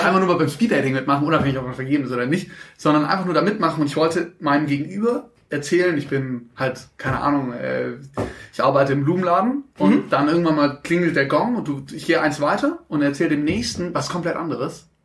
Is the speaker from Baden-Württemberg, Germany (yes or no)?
yes; Stuttgart, Baden-Württemberg, Germany; Wo ich geboren bin? In Stuttgart? Im Marienhospital.